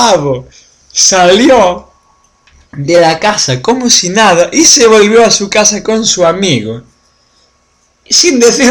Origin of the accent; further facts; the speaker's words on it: Spain; Y yo me acuerdo de verlo de pequeño en la tele en España, el juicio más mediático de la historia de Noruega.